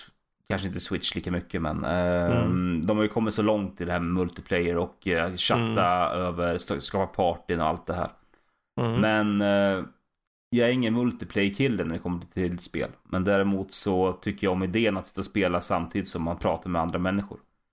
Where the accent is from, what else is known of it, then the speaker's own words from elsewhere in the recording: Valla, Södermanland, Sweden; also born or lived in Katrineholm; now in Vingåker, Sweden; Born and raised i Valla, Sörmland.